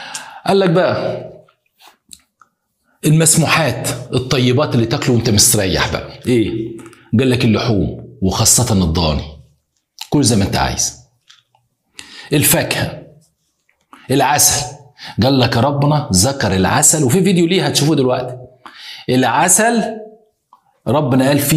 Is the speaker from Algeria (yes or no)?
no; Egypt; احنا عندنا في مصر على فكرة اساتذة كبار